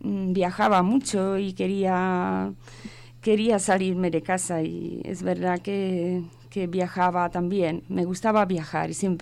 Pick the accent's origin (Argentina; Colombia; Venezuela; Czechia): Czechia; Prague; now in Spain; Yo soy de República Checa, de Praga.